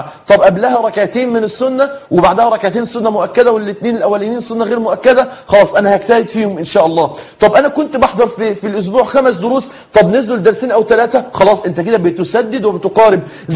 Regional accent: Egypt; أنت عارفين المثل اللي بيتقال عندنا في مصر كده

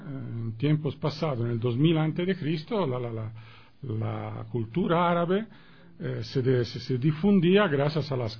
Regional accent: Florence, Tuscany, Italy; Spanish is a second language; Yo vuelvo y repito, soy italiano, soy florentino, nosotros tenemos en la ciudad un museo al aire abierto

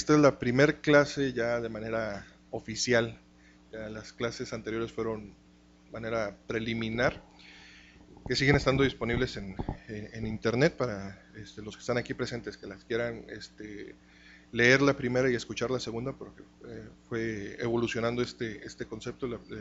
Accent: Monterrey, Nuevo León, Mexico; Soy de aquí de Monterrey.

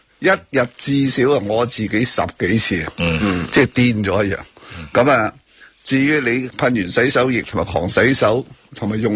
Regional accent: Hong Kong; 今次呢我想我们香港人真的值得俾掌声自己

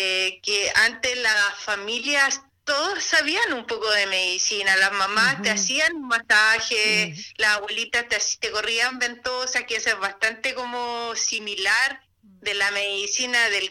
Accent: San Antonio, Valparaíso, Chile; soy del puerto de San Antonio

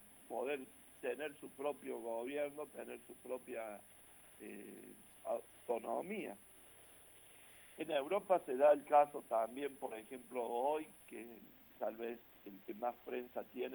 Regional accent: Argentina; Y acá también nos tenemos que poner a pensar mucho como argentinos

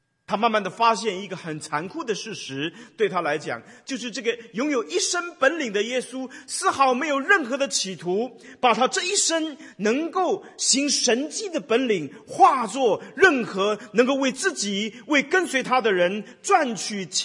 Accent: China; 有一点像我们中国人的所谓的女儿红那样的一个酒

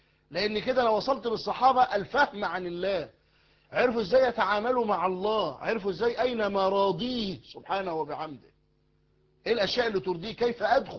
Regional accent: Egypt; انتوا عارفين المثل الدارج عندنا في مصر

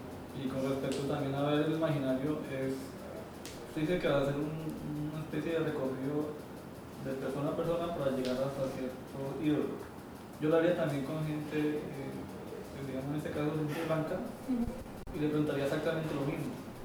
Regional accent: Tumaco, Nariño, Colombia; yo soy de Tumaco. Y Tumaco es una población de afro muy grande.

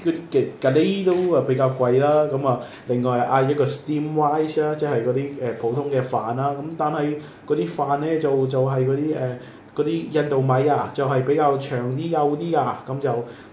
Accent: Macau; 哦，唔使啦，我澳門人嚟噶，自己睇下啦

